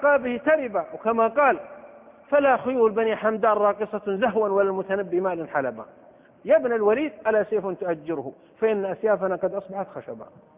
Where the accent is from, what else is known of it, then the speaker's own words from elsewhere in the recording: Saudi Arabia; في بلدة عندنا في السعودية كان ينبهون على الناس